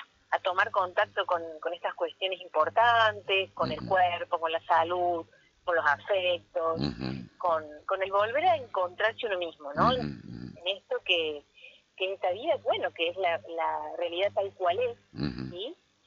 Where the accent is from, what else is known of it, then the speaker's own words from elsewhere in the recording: Córdoba, Argentina; Hemos sido compañeras de la facultad, somos cordobesas